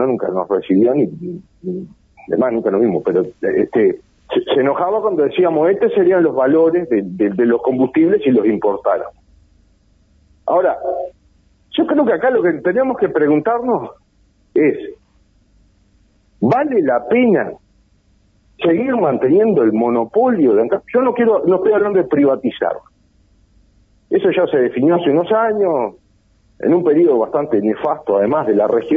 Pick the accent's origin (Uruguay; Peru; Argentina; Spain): Uruguay; no tenemos que darnos la discusión como uruguayo